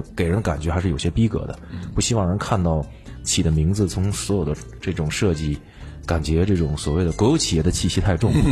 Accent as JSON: {"language": "Chinese", "region": "Beijing", "country": "China", "moved": "yes", "said": "首先我觉得出国以前，作为我是一个北京人，"}